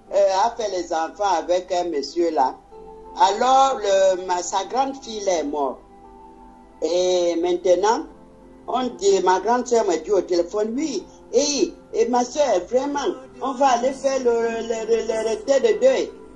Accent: Libreville, Estuaire, Gabon; je suis né à Libreville centre et on a grandi à Libreville.

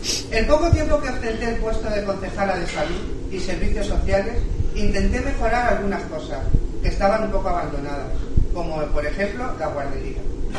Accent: Cabezuela del Valle, Extremadura, Spain; moved away; Cabezuela del Valle, ya que cuando venía de vacaciones observaba el deterioro que años atrás veía de mi pueblo.

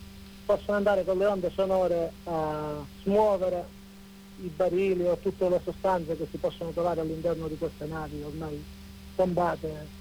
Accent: Calabria, Italy; eravamo soli come calabresi purtroppo anche là

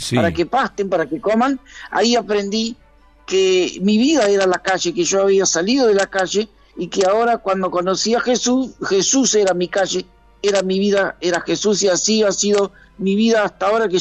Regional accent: Indio Rico, Buenos Aires Province, Argentina; yo vine de mi pueblo, de Indio Rico, vine a estudiar al partido de Merlo

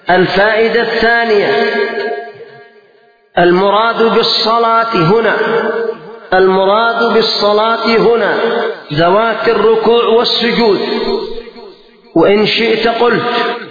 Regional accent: Yemen; بخلاف يعني عندنا في اليمن الحمد لله الخير منتشر

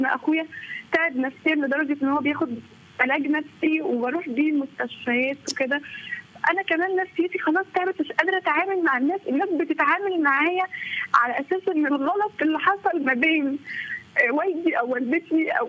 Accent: Tanta, Gharbia, Egypt; أنا بحب حضرتك جدا والله، أنا حتى من طنطا بقى

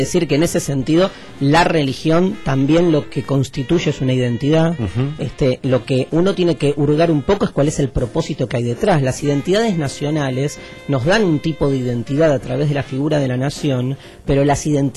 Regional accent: Argentina; ni como judío, ni como argentino, ni como judío argentino, como lo quieras comulgar, esa identidad rara que conflictiva y hermosa que tenemos muchos judíos argentinos

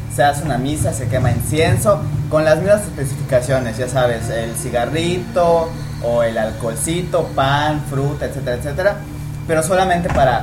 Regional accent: Juchitán, Oaxaca, Mexico; Yo soy de Oaxaca, y en una localidad específica que se llama Juchitán.

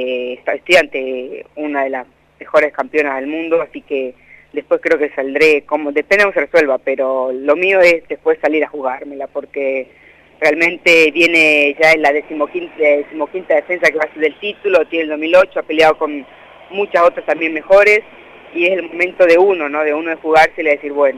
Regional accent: La Pampa, Argentina; also born or lived in Colombia; now in Anguil, Argentina; yo soy argentino y pampeana a muerte.

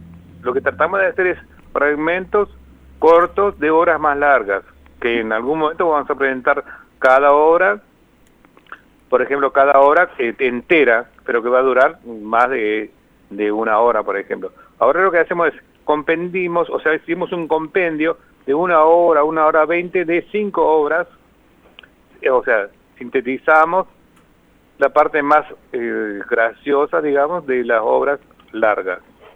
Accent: Pilar, Ñeembucú, Paraguay; Yo soy de Pilar, por ejemplo, de Pilar, Paraguay

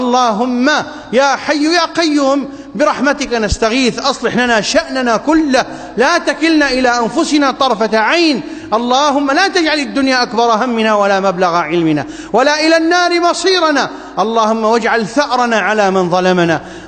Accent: Iraq; اللهم ابسط الأمن والأمان في بلادنا العراق

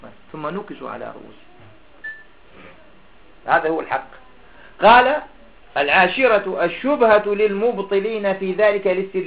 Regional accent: Algeria; هذا من عندنا في الجزائر

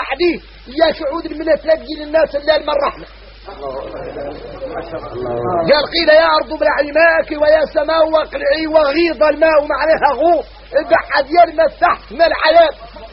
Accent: Mauritania; احنا موريتاني عندنا عقلية

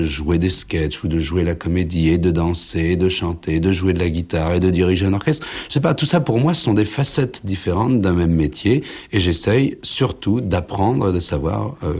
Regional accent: France; Il est aussi américain, et moi je suis français.

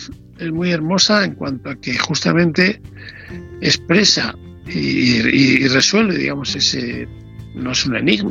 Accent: Ávila, Castile and León, Spain; tú y yo somos de Ávila

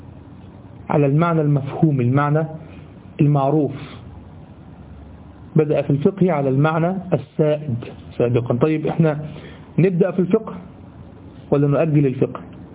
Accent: Egypt; والله دي ده دايمين لغوة عندنا في لساننا كمصريين

